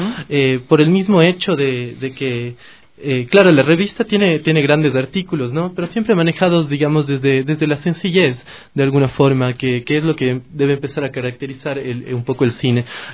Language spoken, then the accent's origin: Spanish; Ecuador; como ecuatorianos, hacemos cine para ecuatorianos